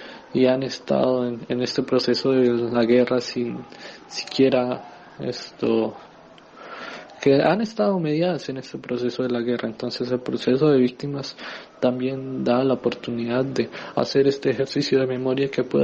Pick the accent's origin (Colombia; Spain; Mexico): Colombia; la gran expectativa que tenemos como movimiento social y también como colombiano